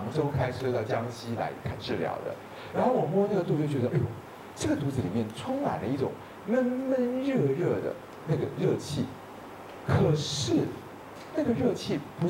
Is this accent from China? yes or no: no; Taiwan; 但是我又说我们台湾人看大陆人因为有一点觉得你们很厉害的地方